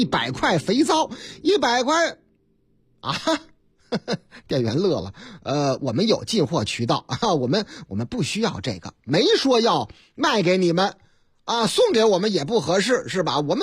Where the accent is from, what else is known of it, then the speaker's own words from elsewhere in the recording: Henan, China; 在我老家河南那个地方